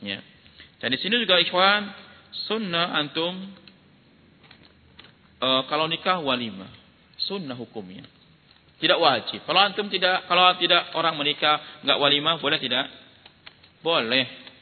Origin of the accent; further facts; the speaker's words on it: Sumatra, Indonesia; born there; saya walaupun orang Jawa kan sudah lahir di Sumatera, bukan lahir di Sumatera. Sudah besar di Sumatera.